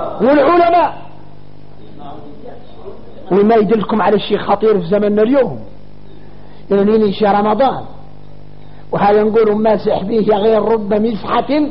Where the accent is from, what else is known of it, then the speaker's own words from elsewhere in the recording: Mauritania; نحن موريتاني